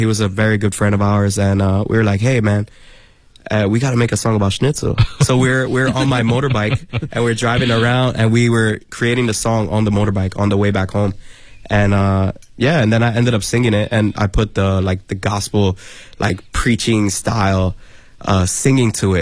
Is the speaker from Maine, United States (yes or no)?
no; Bronx, New York, United States; And I mean, I was born and raised in the Bronx, so I grew up with hip hop and R&B.